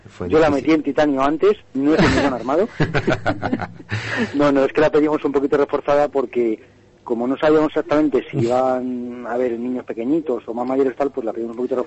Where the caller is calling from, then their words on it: Madrid, Community of Madrid, Spain; De Madrid.